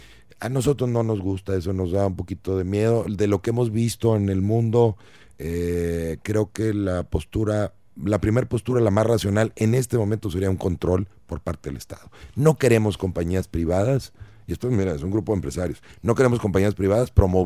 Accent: Mexico; Cada uno de nosotros como mexicanos debemos de tomar decisiones

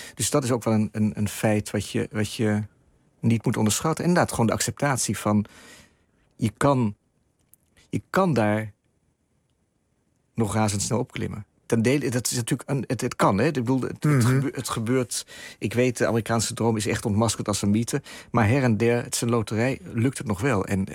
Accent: Iraq; Ik denk dat ik daar meer mogelijkheden heb als Irakees dan in Berlijn of in Amsterdam.

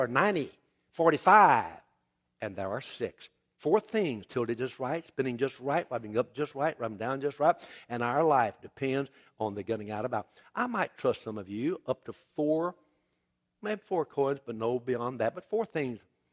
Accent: Louisiana, United States; Even as a Cajun, I got my system worked out.

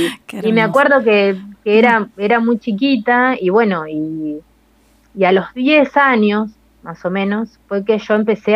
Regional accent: Saladillo, Buenos Aires Province, Argentina; yo estaba en Saladillo, yo soy de Saladillo, eso no lo dije.

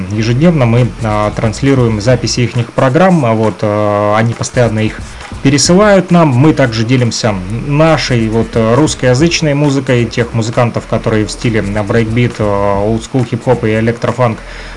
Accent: Luhansk Oblast, Ukraine; там были люди из Европы, вот, в том числе из России, вот, и я из ЛНР

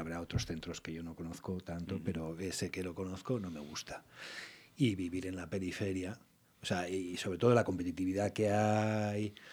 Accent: Vitoria-Gasteiz, Basque Country, Spain; como somos vitorianos y de Álava, tenemos que demostrar que hablamos bien en euskera.

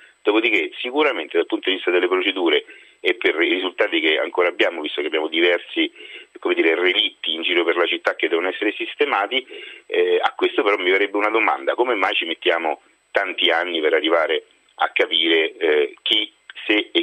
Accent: Rome, Lazio, Italy; Ma guardi, da romano, da italiano e da amministratore, nonché da sportivo, io mi aspetto un sì

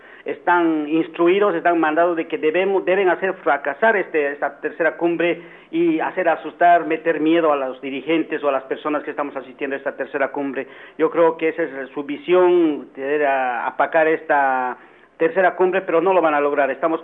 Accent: Bolivia; Debo indicarle que en mi país no hay abuso policial, todos nos entendemos con voz, palabra y hechos. Resulta de que hay una defensa intransigente de derechos humanos en Bolivia

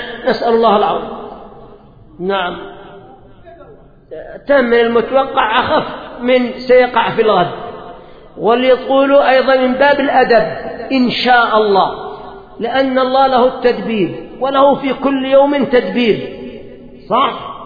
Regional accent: Yemen; الآن مثلا عندنا في اليمن المعتاد أن الأمطار تأتي في الصيف وفي الخريف

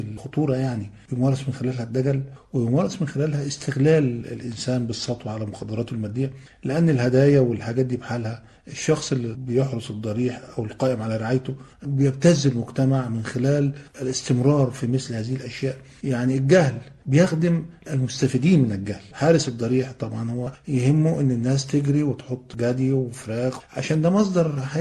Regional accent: Egypt; أنا حتى عندنا في مصر بنقول الدوي على الودان أمر من السحر

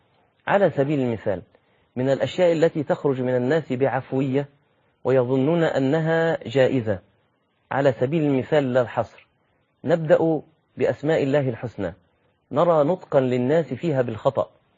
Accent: Egypt; نعم أنت دي لغتك وده المتعرف عليه في بلدك زي عندنا في مصر

